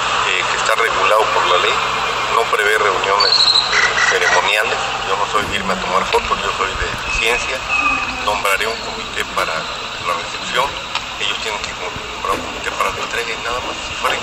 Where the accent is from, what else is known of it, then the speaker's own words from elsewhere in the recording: Veracruz, Mexico; tengo 12 años soy el único veracruzano que tiene 12 años